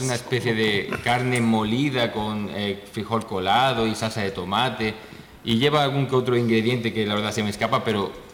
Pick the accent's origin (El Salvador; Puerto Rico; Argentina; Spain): Spain; moved away as an adult; now in Mexico; Como español que viene invitado a este hermoso proyecto